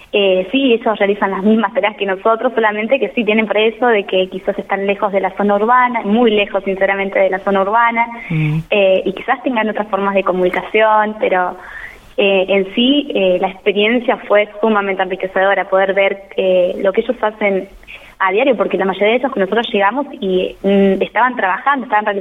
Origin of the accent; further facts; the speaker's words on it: Argentina; Yo no soy de acá de La Ahumada, soy de Altachiri. Entonces es un paisaje, un lugar completamente diferente al que yo estoy acostumbrada.